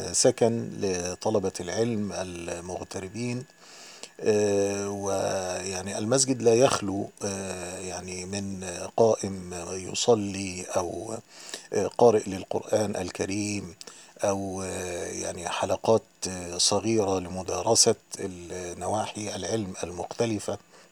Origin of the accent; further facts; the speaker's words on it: Egypt; also born or lived in Yemen; عندنا في مصر